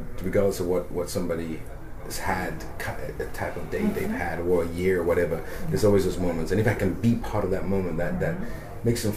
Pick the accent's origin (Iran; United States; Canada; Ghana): Ghana; born there; now in England; I can say, I was born in Ghana.